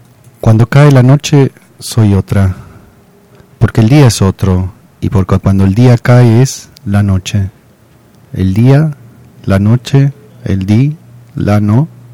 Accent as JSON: {"language": "Spanish", "country": "Argentina", "said": "yo soy un profesor argentino."}